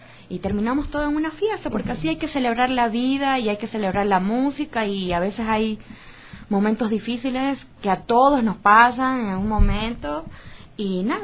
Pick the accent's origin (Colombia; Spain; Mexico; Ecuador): Ecuador; la gente no nos conoce, no sabe que nosotros somos ecuatorianos, que también estamos... saliendo adelante con nuestro arte